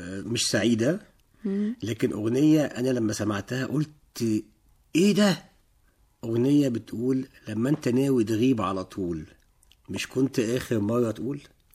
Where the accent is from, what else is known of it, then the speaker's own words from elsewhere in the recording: Alexandria, Alexandria Governorate, Egypt; born there; من مواليد إسكندرية، سنة 73 في إسكندرية